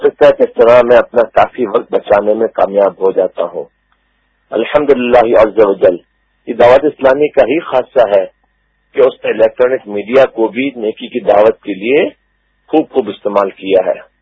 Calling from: Dallas, Texas, United States; Deals Texas U S A سے عرض کر رہا ہوں.

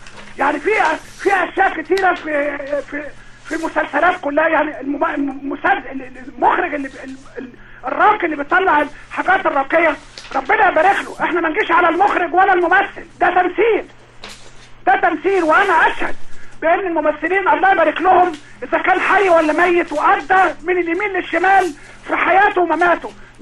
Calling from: Alexandria, Alexandria Governorate, Egypt; من اسكندريه منتشر ورديان.

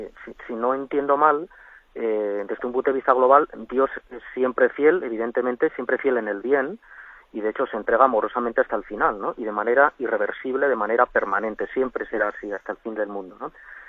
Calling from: Navarre, Spain; desde Navarra.

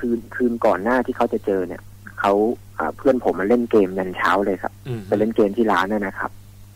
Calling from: Phrae, Thailand; โทรมาจากจังหวัดแพร่ครับผม

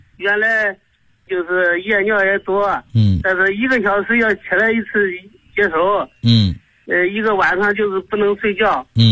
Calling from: Korla, Xinjiang, China; 我是来自新疆库尔勒的

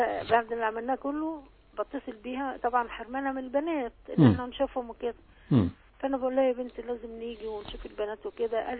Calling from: Cairo, Cairo Governorate, Egypt; من القاهرة.

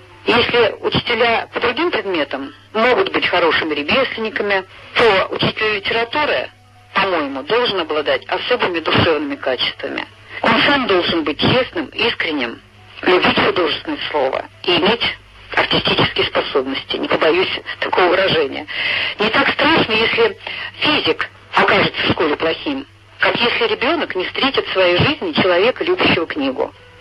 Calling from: Nizhny Novgorod, Nizhny Novgorod Oblast, Russia; Я звоню из Нижнего Новгорода.

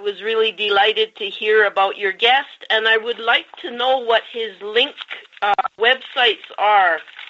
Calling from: Calgary, Alberta, Canada; I'm calling from Calgary.

